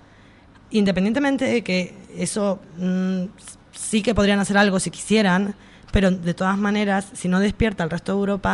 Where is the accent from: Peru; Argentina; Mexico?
Argentina; Yo soy argentina, América Latina vivió procesos de reestructuración económica